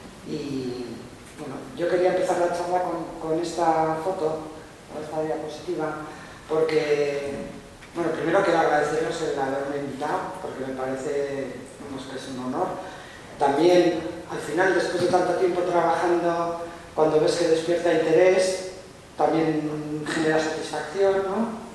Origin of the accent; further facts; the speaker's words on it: Navarre, Spain; soy de Navarra, trabajo en Vitoria, pero vivo más en Navarra que en Vitoria